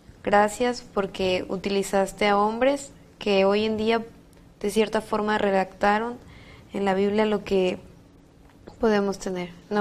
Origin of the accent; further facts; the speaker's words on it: Tabasco, Mexico; estudio artes visuales y soy de Tabasco.